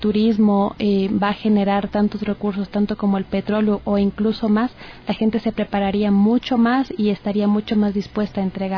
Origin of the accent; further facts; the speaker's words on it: Ecuador; nosotros como ecuatorianos debemos estar muy involucrados con todos los recursos naturales que poseemos dentro del país